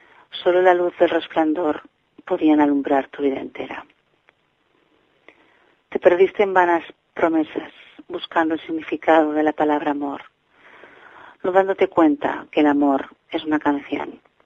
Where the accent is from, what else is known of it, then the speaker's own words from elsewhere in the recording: Barcelona, Catalonia, Spain; de Barcelona